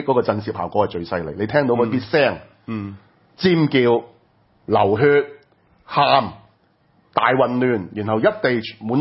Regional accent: Hong Kong; 你諗下我哋香港人將來係會面對一個乜嘢嘅管治手段？

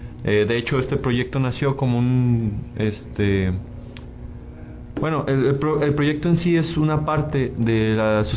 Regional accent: Mexico; No importa si nos llaman por ahí que somos mexicanos, ¿cómo? Malos mexicanos por andar criticando... las cosas

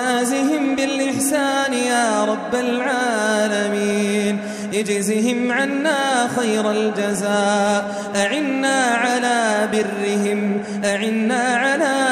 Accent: Jordan; واحمي بلادنا الأردن واحمي بلادنا الأردن واحفظها

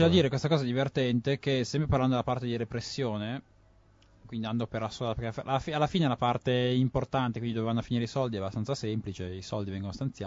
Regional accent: Milan, Lombardy, Italy; sono milanese

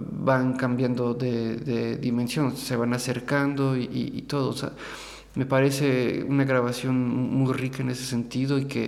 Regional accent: Querétaro, Mexico; por coincidencia me encontré en la ciudad de Querétaro, que es de ahí de donde vengo, de donde es mi familia.

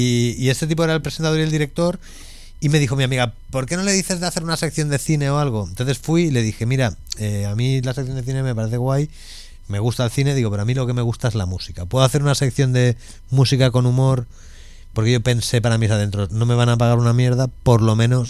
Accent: Huesca, Aragon, Spain; born there; Yo nací en Huesca. Uh-huh. Y mi madre es oscense

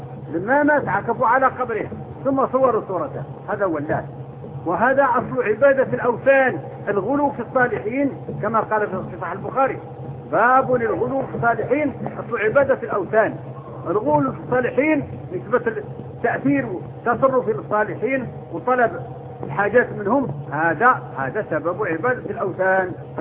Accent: Morocco; born there; moved away as an adult; تعرفون أنا ولدت في المغرب لكن طول عمري أنا في الشرق، ذهبت وأنا ابن 18 سنة

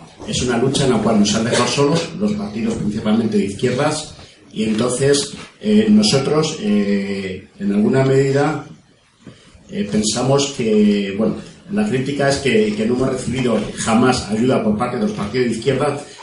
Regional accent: Alcobendas, Community of Madrid, Spain; de Alcobendas y mi pregunta, y después de una pequeña introducción, es la siguiente.

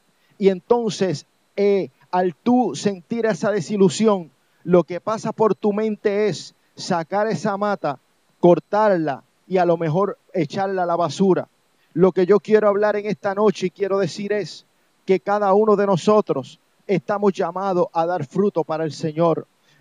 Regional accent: Puerto Rico; yo soy de Puerto Rico, yo he vivido mucho tiempo en Puerto Rico y la mayor parte de mi vida yo me crié allá.

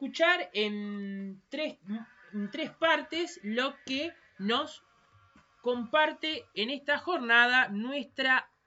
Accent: Uruguay; nos emocionó muchísimo y nos precisamente nos unió como uruguayos.

